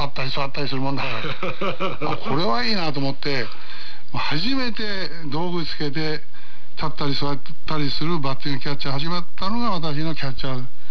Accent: Tokyo, Japan; born there; 生まれたのは東京の目白ですけどね。

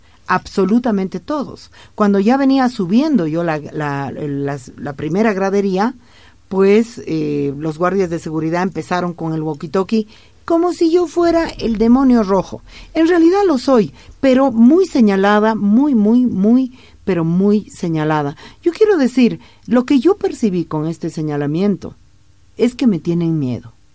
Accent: Bolivia; Porque yo también soy boliviana y estoy haciendo mi trabajo.

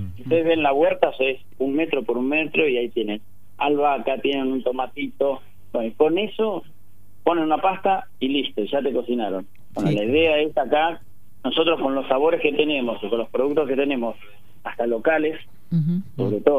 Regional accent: Tandil, Buenos Aires Province, Argentina; Yo soy de Tandil, sí. Nacido y criado en Tandil.

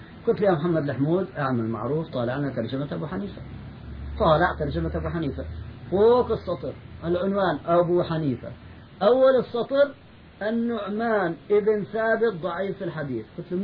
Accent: Palestine; هو ألباني وأنا فلسطيني،

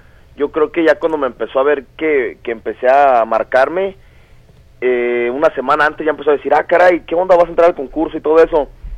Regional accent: Guadalajara, Jalisco, Mexico; me da mucho gusto volver aquí a mi tierra, Guadalajara

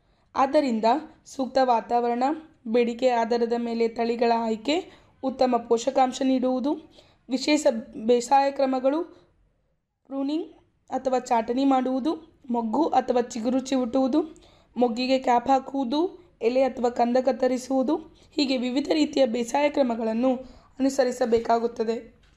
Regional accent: Bidar, Karnataka, India; ನಾನು ಮೂಲತಃ ಬೀದರ್ನವಳು.

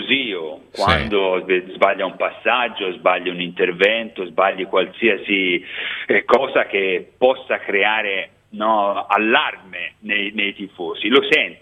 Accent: Florence, Tuscany, Italy; sono cresciuto a Firenze

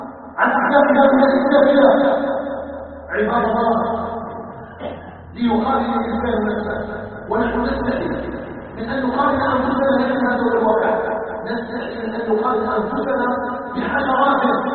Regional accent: Algeria; أن يجعل بلدنا الجزائر بلداً آمناً مطمئناً

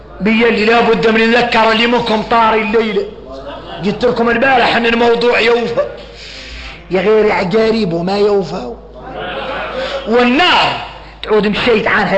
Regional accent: Mauritania; هذه الكلمات اللي عندنا احنا موريتاني

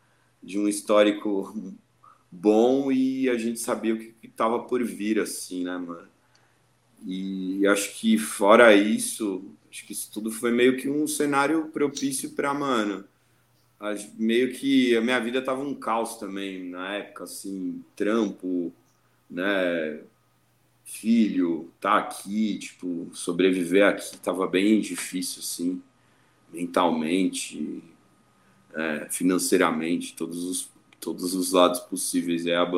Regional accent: Santos, São Paulo, Brazil; now in São Paulo, Brazil; Eu sou de Santos, eu sou da Baixada, mas já moro há um bom tempo aqui em São Paulo.

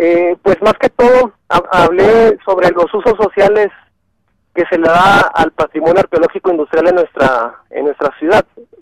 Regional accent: Mexico; No nada más quedarnos con una sola cultura en común como mexicanos, ¿no? O sea, bueno, como mexicanos tenemos una cultura en común

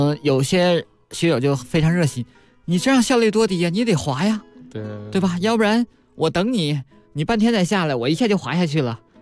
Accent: Jilin, China; 我当初是因为在我的家乡吉林

